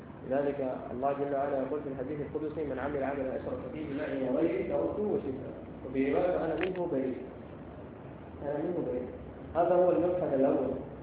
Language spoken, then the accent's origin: Arabic; Sudan; ونحن عندنا في السودان والتي فيها قصائد عديدة